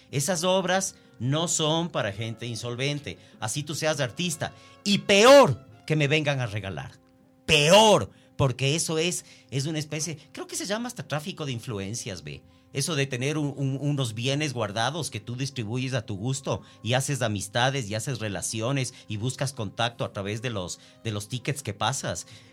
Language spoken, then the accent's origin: Spanish; Ecuador; como ecuatoriano me duele en el alma que no se valore lo nacional